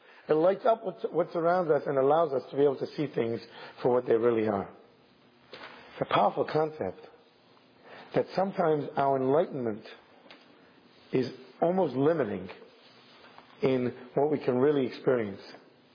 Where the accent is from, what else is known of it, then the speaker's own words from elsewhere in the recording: United Kingdom; I'm clearly a Brit